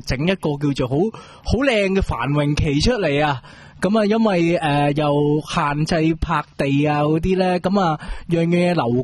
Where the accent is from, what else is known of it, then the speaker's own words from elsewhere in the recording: Hong Kong; 变咗我哋香港人剥削佢啊嘛。